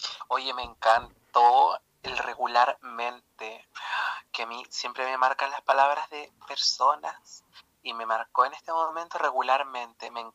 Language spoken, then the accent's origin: Spanish; Illapel, Coquimbo, Chile; moved away as an adult; yo en estos momentos, y desde fines de marzo, me encuentro viviendo en Illapel, que es el pueblo donde yo nací, donde tengo a mi familia y me he criado, y me crié muchos años de mi vida